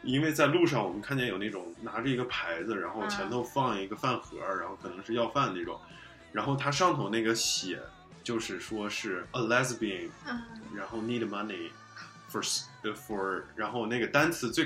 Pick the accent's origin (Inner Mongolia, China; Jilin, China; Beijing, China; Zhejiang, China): Beijing, China; now in United States; 我说在北京整个有一条长街，然后包括我家门口都卖这个东西